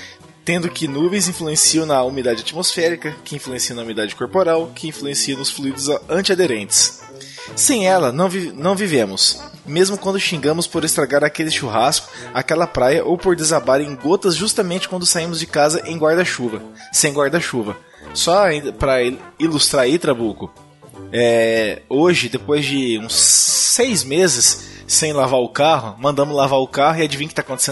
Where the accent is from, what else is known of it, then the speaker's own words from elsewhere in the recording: Montes Claros, Minas Gerais, Brazil; tá? Tenho 31 anos, advogado, sou de Montes Claros, Minas Gerais.